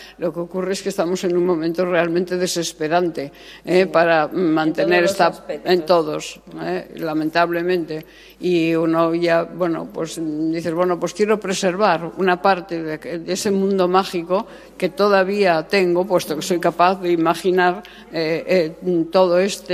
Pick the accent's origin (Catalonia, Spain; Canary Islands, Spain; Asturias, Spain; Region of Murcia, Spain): Asturias, Spain; cuidemos Asturias, que esta es nuestra tierra, es maravillosa y es guapísima. Bueno, yo soy una forofa de Asturias impresionante